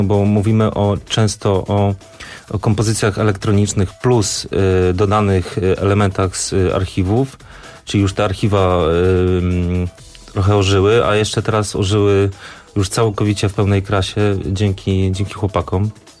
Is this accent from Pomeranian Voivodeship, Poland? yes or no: yes; Gdańsk, Pomeranian Voivodeship, Poland; now in Warsaw, Poland; ja jestem gdańszczaninem, ale pomieszkuję już parę lat w Warszawie.